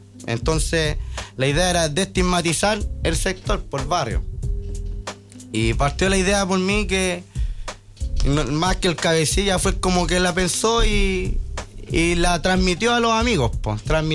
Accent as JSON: {"language": "Spanish", "region": "Santiago Metropolitan Region", "country": "Chile", "said": "Me considero de la casa, de aquí de Los Espejos. Somos de la Caro, somos población."}